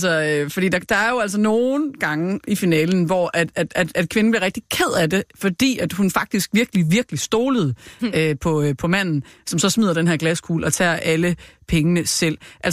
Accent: Randers, Central Denmark Region, Denmark; jeg kommer fra Randers

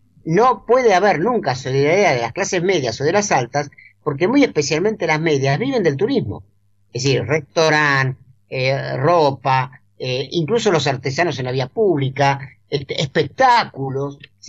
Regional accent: Buenos Aires, Argentina; Evidentemente, como porteños nos preocupan muchas cosas.

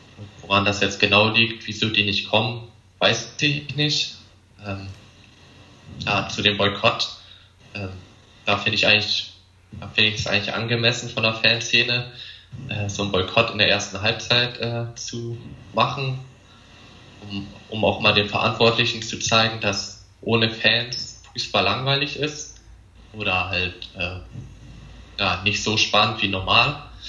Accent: Lower Saxony, Germany; Ich komme aus der Nähe von Wolfsburg.

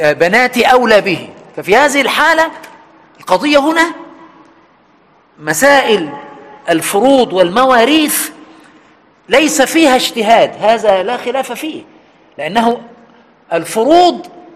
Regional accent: Egypt; سواء عندنا في مصر في وجه البحري أو الوجه القبلي

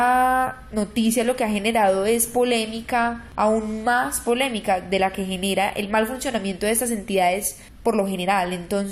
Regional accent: Colombia; para nosotros como colombianos existe un caso muy cercano

